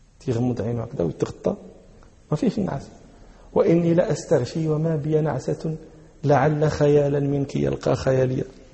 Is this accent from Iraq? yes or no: no; Morocco; أهل البدو عندنا في المغرب، في بعض نواحي المغرب يقولون